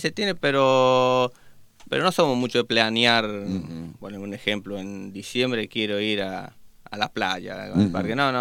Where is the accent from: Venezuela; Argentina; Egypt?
Argentina; Mendoza; moved away as an adult; Y oriundo nosotros somos de Mendoza.